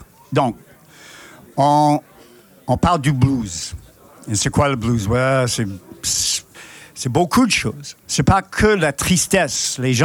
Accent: United States; Je suis américain et je connais bien le blues.

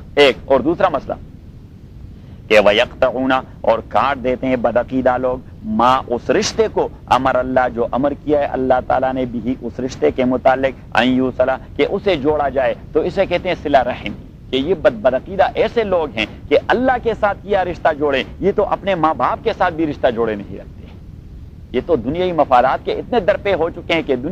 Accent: Lahor, Khyber Pakhtunkhwa, Pakistan; لاہور میرا علاقہ ہے, سوابی میرا ضلع ہے, صحیح ہے, این ڈبلیو ایف پی میرا صوبہ ہے, پٹھانوں کا اور پشتونوں کا.

